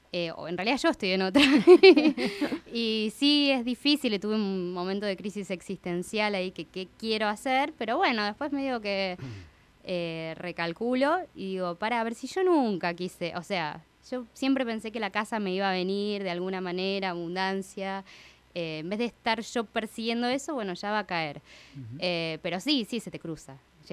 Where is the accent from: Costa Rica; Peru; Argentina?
Argentina; Yo como buena argentina